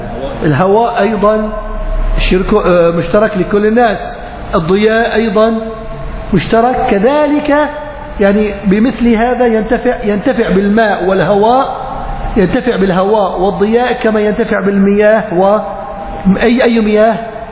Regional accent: Aleppo, Aleppo Governorate, Syria; يعني عندنا بحلب ما مسموها بحرة، مسميها بركة.

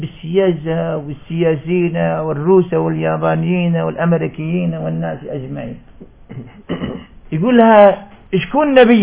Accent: Algeria; والله نجد مثل هذا عندنا في الجزائر

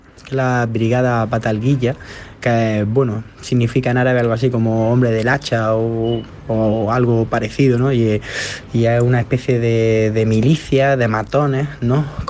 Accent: Spain; Nosotros, pues bueno, aquí diciendo que somos ciudadanos españoles

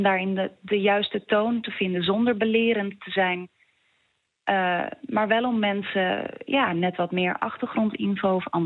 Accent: Schagen, North Holland, Netherlands; En er was in Schagen, waar ik vandaan kom, ook een AZC.

